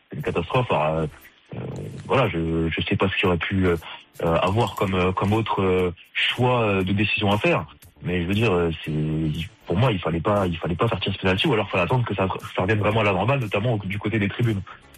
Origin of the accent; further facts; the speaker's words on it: France; On pense bien sûr en premier, surtout chez nous en France